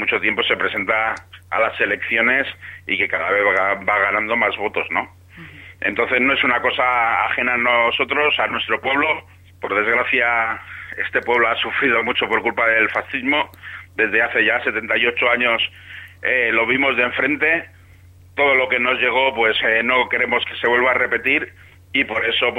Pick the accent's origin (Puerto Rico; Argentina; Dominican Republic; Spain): Spain; Bilbao, Basque Country; Somos de Bilbao, estamos acostumbrados al agua